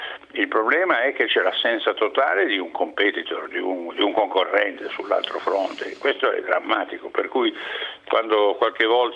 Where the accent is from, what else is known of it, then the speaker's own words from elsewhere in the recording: Piedmont, Italy; io sono più spostato tra il Piemonte e la Lombardia, perché il Monferrato è lì sul confine